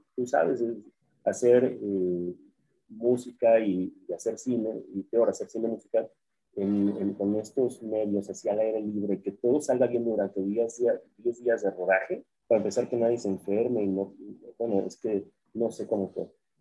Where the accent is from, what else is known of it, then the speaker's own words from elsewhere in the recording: Jalisco, Mexico; Es algo extraordinario, mira, yo soy jalisciense.